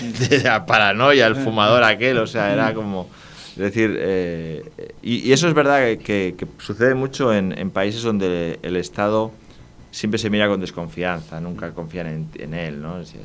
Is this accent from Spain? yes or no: yes; Barcelona, Catalonia, Spain; lo más cercano como autor es que soy de Barcelona, soy de una ciudad.